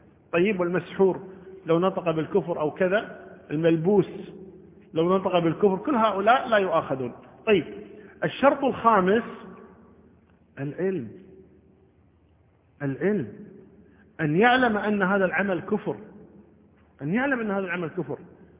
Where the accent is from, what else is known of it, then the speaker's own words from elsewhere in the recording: Kuwait; عندنا بالكويت